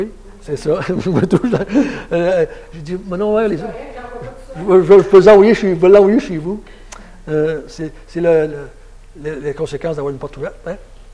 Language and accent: French; Quebec, Canada; en tant que Québécois, ce n'est pas surprenant que c'est aujourd'hui qu'il y a plus de mariés.